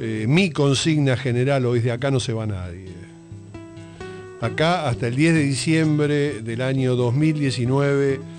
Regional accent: Argentina; como ciudadanos, como argentinos, que recuperen su posibilidad de irse de la Argentina

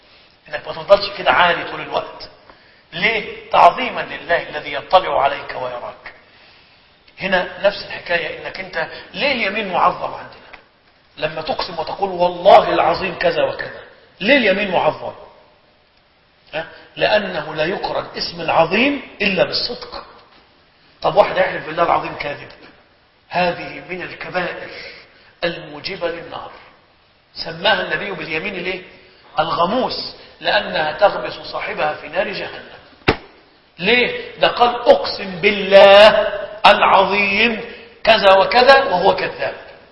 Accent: Egypt; يعني أبلغ الأيمان عندنا في مصر

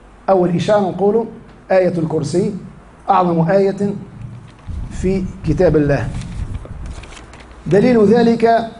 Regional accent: Tunisia; فما في الحالة المدنية عندنا في تونس في المحاكم

